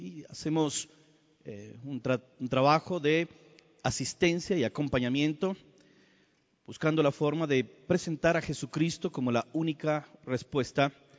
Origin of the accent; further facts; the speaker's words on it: Colombia; Es una alegría estar de nuevo en mi país, Colombia